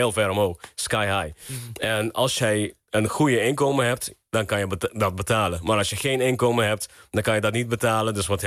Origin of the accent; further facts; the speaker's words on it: Aruba; also born or lived in Curaçao; ik ben geboren op Aruba. Ik heb 6 jaar op Curaçao gewoond. En uiteindelijk ben ik... ik denk een stuk of 15 jaar op Aruba.